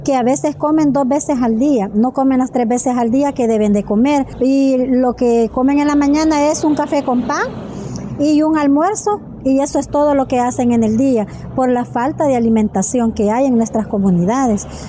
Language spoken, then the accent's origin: Spanish; Panchimalco, San Salvador, El Salvador; vengo de Cantón Azacualpa, Caserío Amayito, representando Asociación de Mujeres de Acua de Panchimalco.